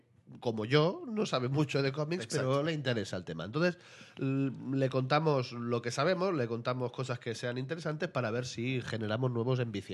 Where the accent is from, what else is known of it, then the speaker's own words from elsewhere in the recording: Catalonia, Spain; se me ha notado que soy catalán.